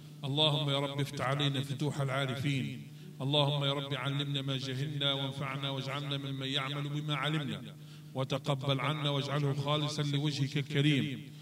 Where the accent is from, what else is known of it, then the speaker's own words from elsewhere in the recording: Algeria; اللهم اجعل بلدنا الجزائر وسائر بلاد